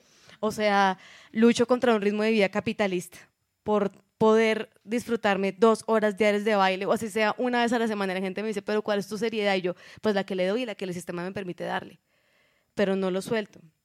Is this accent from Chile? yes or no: no; Bogotá, Colombia; Uno como rola, debo decirlo, como bogotana, pues se sentirán muchas identificadas.